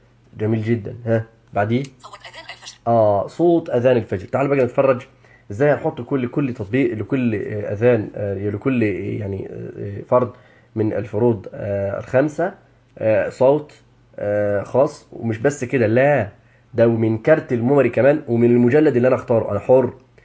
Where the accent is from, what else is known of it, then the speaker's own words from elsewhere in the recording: Egypt; الاذان المعروف يعني عندنا في مصر.